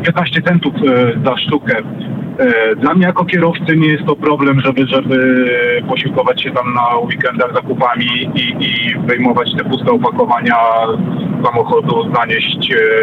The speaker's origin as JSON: {"language": "Polish", "town": "Radom", "region": "Masovian Voivodeship", "country": "Poland", "said": "Wprawdzie pochodzę z Radomia, ale jestem kierowcą auta ciężarowego międzynarodowym."}